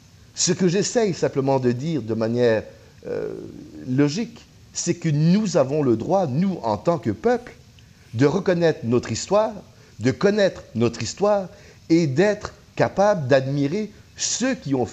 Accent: Quebec, Canada; Mais chez nous, au Québec, qu'est-ce qu'on faisait quand il y avait quelqu'un qui sortait la tête du lot?

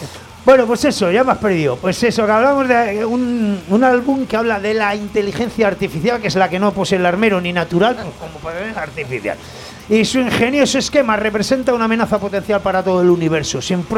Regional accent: Aragon, Spain; que soy de afuera, que soy un maño de ribazo

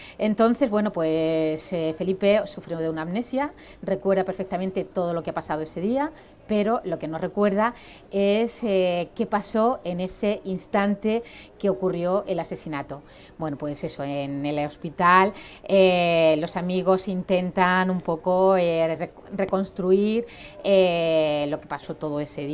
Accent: Águilas, Region of Murcia, Spain; yo también nombro Águilas porque es mi pueblo

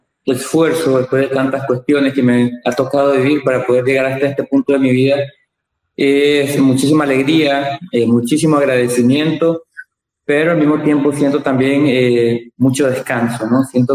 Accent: Nicaragua; que estamos a la altura como nicaragüenses para dar un buen desempeño académico.

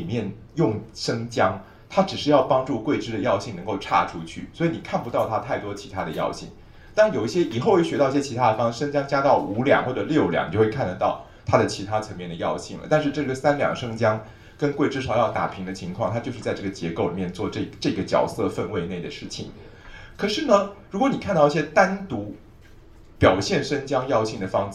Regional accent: Taiwan; 我们台湾人的水毒的问题非常糟，非常要命

